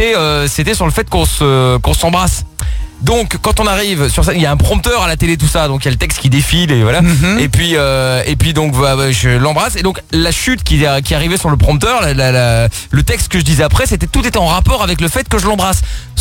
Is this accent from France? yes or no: no; Portugal; ce qui est bien, qui me rassure en tant que Portugais